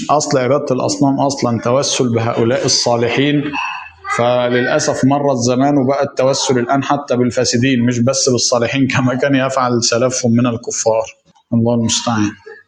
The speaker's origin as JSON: {"language": "Arabic", "country": "Egypt", "said": "إحنا كمصريين عارفين اللهجة دي."}